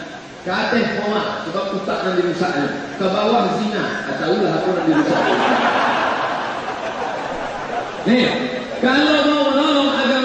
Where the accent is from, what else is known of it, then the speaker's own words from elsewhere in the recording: Riau, Indonesia; Ambo sebutkan, saya dari Riau.